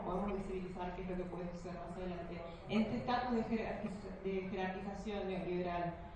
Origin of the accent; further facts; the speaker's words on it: Valentina Alsina, Buenos Aires Province, Argentina; yo soy de Valentina Alsina, que es La Luz, así como Rosario de Santa Fe.